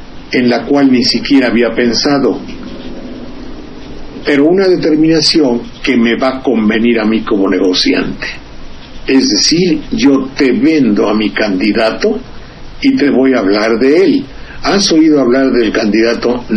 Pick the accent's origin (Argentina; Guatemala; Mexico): Mexico; Xalapa, Veracruz; Soy de Jalapa, y los chiles jalapeños, que ya hoy no se hacen, son reconocidos en muchas partes.